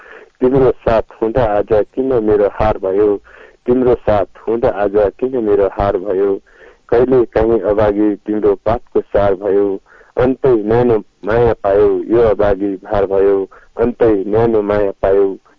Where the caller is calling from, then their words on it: Chhatraganj, Lumbini Province, Nepal; छत्रगञ्जबाट